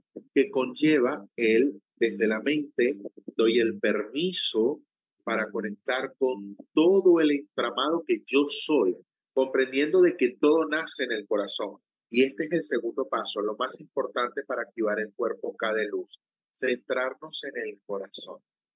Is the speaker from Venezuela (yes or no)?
yes; Venezuela; Imagínate un entramado en el juego en mi país, Venezuela.